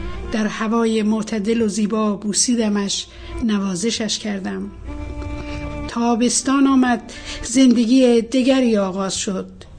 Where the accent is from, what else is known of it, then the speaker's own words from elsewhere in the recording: Bandar Shah, Golestan, Iran; born there; در بندرشا به دنیا آمدم.